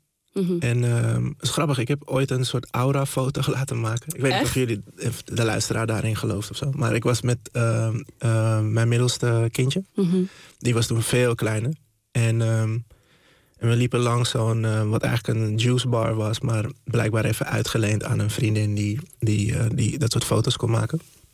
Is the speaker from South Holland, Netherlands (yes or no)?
no; Zaanstad, North Holland, Netherlands; En ja, dus ik ben wel echt opgegroeid in Zaanstad.